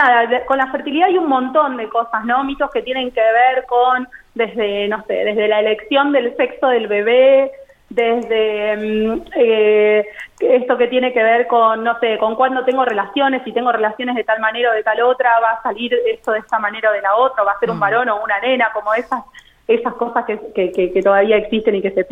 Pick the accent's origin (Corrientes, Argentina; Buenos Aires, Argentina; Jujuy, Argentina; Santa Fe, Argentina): Buenos Aires, Argentina; yo soy de Buenos Aires, me mudé acá hace unos años, sí. Hice toda mi formación y mi residencia en un hospital del conurbano, en Buenos Aires